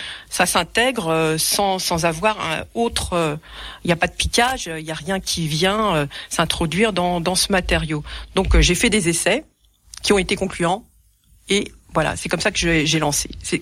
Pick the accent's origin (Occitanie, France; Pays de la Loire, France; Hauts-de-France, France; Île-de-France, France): Île-de-France, France; moi, je viens pas des Vosges, je viens de la région parisienne